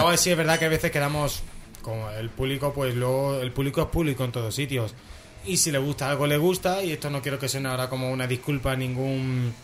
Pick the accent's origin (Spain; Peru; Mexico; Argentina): Spain; Pero aquí en España tenemos siempre ese pequeño matiz, que me duele decirlo porque es mi tierra